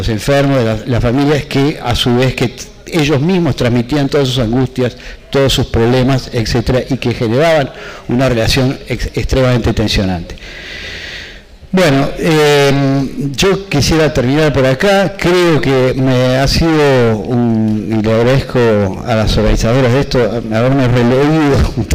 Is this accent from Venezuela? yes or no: no; Uruguay; un mundo que no conocía, pero que creía que conocía como uruguayo, pero que había pasado demasiados años afuera.